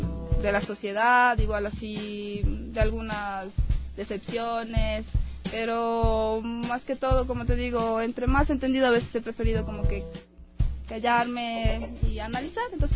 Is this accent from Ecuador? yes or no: yes; Ibarra, Imbabura, Ecuador; como crecí en Ibarra rodeado de montañas y de, o sea, de la naturaleza